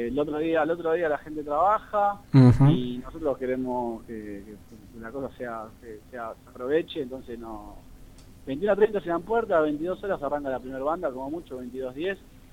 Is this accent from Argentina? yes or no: yes; Argentina; Y nosotros como argentinos tenemos mucha suerte de estar allí